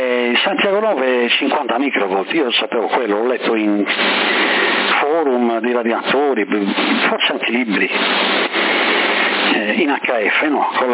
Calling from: Sassari, Sardinia, Italy; qua tutti hanno avuto il Covid a Sassari

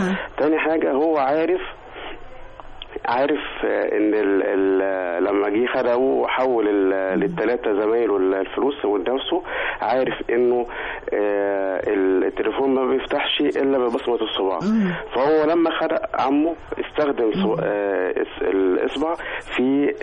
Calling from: Cairo, Cairo Governorate, Egypt; من القاهره.

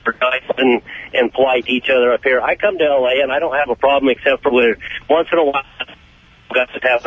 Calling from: Oregon, United States; Hey, I'm from Oregon, and I used to long-haul truck drive.

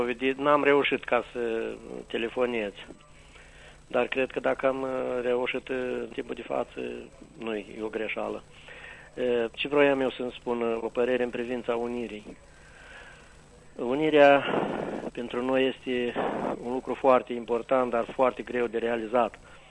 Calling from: Nisporeni, Nisporeni District, Moldova; sunt de la Nisporeni.

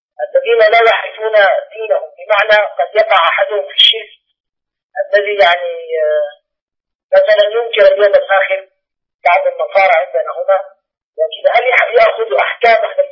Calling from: Sudan; أنا متصل من السودان يا شيخنا

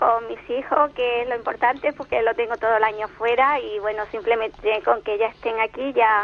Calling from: Cádiz, Andalusia, Spain; de Cádiz.

